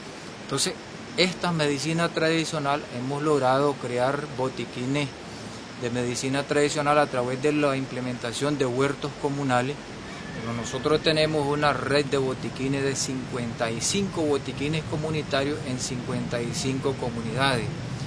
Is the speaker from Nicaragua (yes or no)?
yes; Nicaragua; soy nicaragüense.